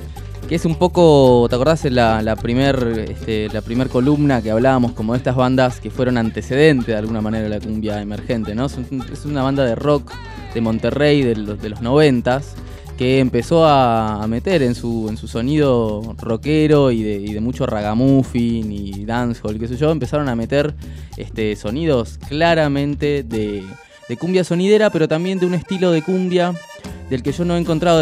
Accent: Chaco, Argentina; Yo en el Chaco, allá en mi pueblito en el Chaco

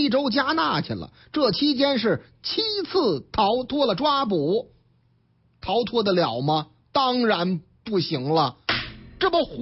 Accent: Beijing, China; 白塔寺啊，我老家啊还离着有一段呢，哈哈，西四那边嘛，白塔寺嘛是吧

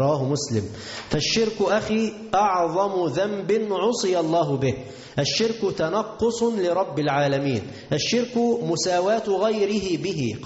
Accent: Tanta, Gharbia, Egypt; عندنا في مصر في طنطا

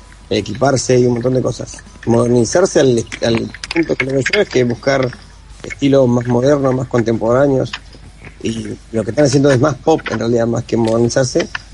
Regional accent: Río Gallegos, Santa Cruz, Argentina; somos de Río Gallegos, Santa Cruz, del sur de la República.

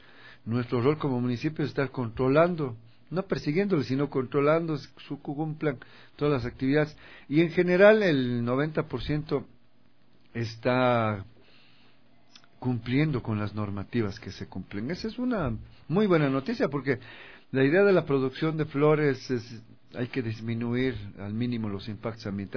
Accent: Ecuador; creo que necesitamos como ecuatorianos, ecuatorianas, tener estos referentes positivos

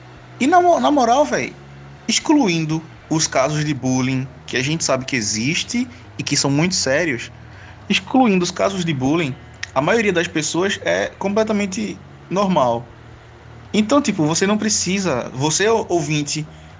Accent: Pernambuco, Brazil; Eu sou de Pernambuco.

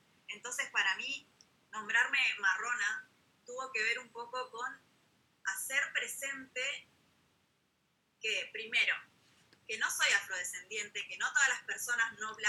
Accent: Peru; moved away; Yo tuve la oportunidad de volver, digamos, a mi país de origen. Soy peruana, bueno, nací en Perú, y allá era distinto, ¿no?

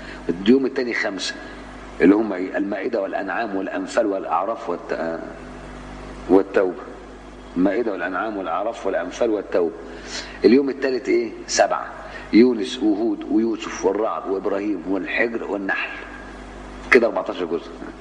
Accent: Cairo, Cairo Governorate, Egypt; وكنت أروح ميدان الأوبرا في مصر وأنا قاهري

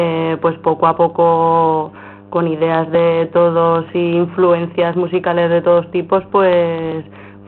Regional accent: Villamayor de Gállego, Aragon, Spain; Sí, venimos de Villamayor de Gállego, la mayoría, un pueblo muy cerquita de aquí.

